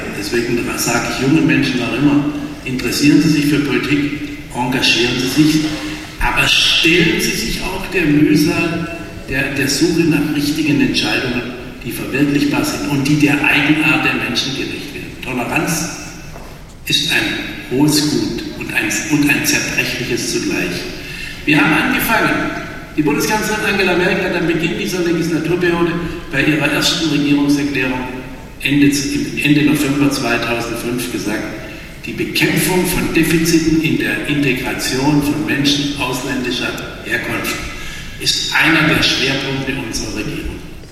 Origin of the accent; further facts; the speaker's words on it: Baden-Württemberg, Germany; heißt es bei uns im Schwarzwald, aber nicht nur im Schwarzwald.